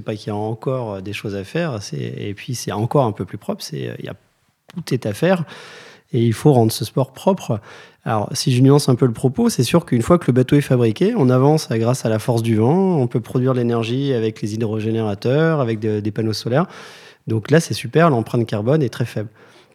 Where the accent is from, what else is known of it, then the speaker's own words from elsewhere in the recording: Lorient, Brittany, France; parce que j'ai grandi à Lorient.